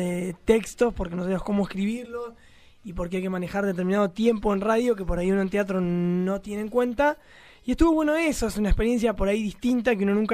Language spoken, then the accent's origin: Spanish; Chillar, Buenos Aires Province, Argentina; Yo soy de Chillar.